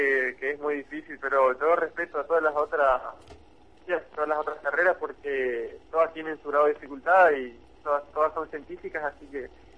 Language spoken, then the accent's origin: Spanish; Posadas, Misiones, Argentina; yo soy de Posadas, soy de acá de la ciudad de Posadas, estudiante universitario, dentro de la juventud de la CTA.